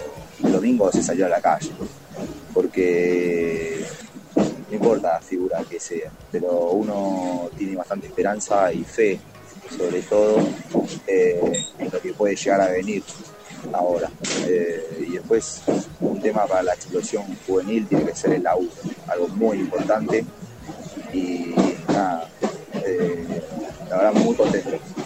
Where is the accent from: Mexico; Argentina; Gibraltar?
Argentina; Buenos Aires; soy de Buenos Aires.